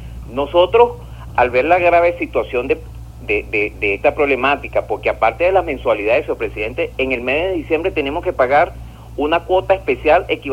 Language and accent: Spanish; Caracas, Capital District, Venezuela; De aquí de Caracas.